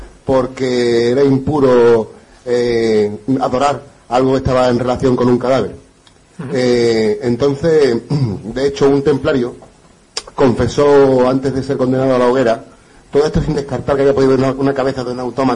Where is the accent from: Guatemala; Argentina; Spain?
Spain; Huelva, Andalusia; yo que soy de Huelva